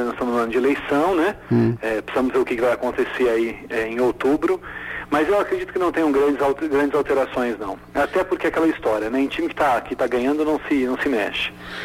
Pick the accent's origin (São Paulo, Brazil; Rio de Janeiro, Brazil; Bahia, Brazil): São Paulo, Brazil; Vinhedo; Eu sou de Vinhedo.